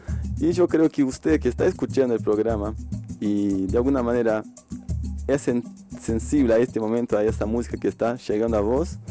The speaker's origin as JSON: {"language": "Spanish", "country": "Brazil", "second_language": "Spanish", "said": "solamente a cultura brasileña, como porque soy brasileño"}